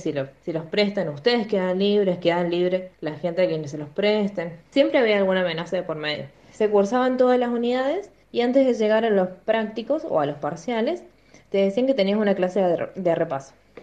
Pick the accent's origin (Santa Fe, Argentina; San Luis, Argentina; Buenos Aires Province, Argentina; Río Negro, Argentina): San Luis, Argentina; now in Córdoba, Argentina; Bueno, soy de San Luis, pero vivo en Córdoba.